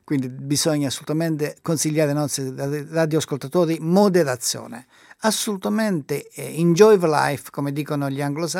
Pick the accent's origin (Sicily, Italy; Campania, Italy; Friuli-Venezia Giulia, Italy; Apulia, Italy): Apulia, Italy; io sono della Puglia, la frutta migliore d'Italia viene dalla Puglia.